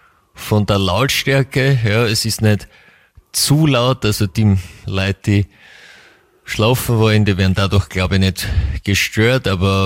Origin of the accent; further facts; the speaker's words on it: Vienna, Austria; für mich als, zumindest als Wienerin, hat es schon ein klar südliches Flair